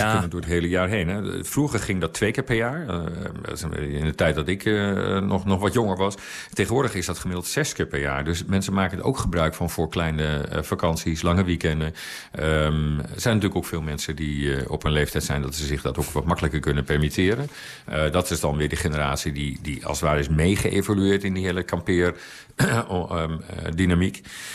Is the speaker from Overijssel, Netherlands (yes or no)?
yes; Overijssel, Netherlands; ik woon zelf dus op platteland, althans wat in Nederland platteland wordt genoemd. Ik kom uit Twente.